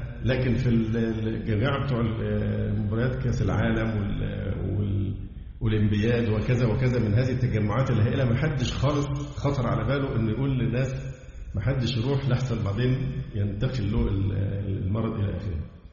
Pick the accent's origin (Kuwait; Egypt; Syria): Egypt; فحتى الآن حالات عندنا في مصر والله الحمد قليلة جدا.